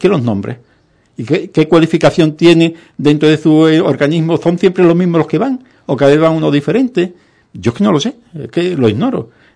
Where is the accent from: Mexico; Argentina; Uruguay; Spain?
Spain; Ubrique, Andalusia; soy un ciudadano de Ubrique